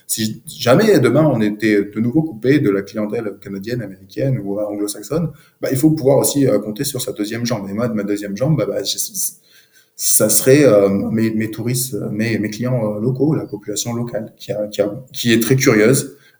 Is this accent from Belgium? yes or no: no; Bordeaux, Nouvelle-Aquitaine, France; Moi, je suis bordelais.